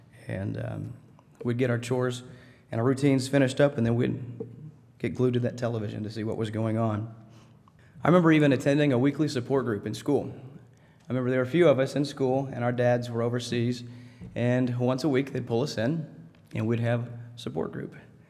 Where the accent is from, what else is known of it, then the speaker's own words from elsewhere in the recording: Harrison, Arkansas, United States; I was from Harrison, Arkansas. I grew up on a farm. We rarely got away from Harrison, Arkansas on the farm.